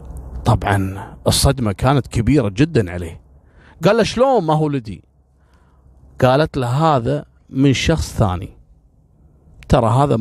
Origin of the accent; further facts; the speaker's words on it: Kuwait; بعد ما اخذ محكوميته عندنا في الكويت كم شهر تم ابعاده بالفعل الى العراق.